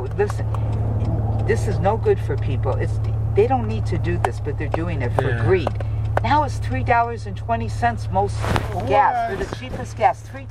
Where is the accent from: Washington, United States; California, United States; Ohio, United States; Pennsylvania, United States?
Ohio, United States; Cleveland; Yeah, my husband's from Buffalo, upstate New York. Very, very cold. I'm from Cleveland, Ohio. That's cold, too.